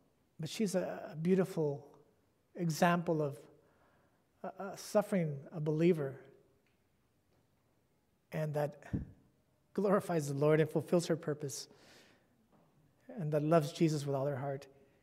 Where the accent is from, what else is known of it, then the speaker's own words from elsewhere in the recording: California, United States; And I'm from California.